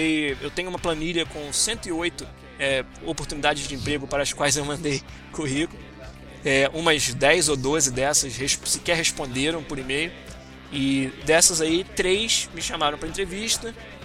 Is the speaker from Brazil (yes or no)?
yes; Rio de Janeiro, Brazil; also born or lived in Florianópolis; Eu falo biscoito porque eu sou carioca, pô.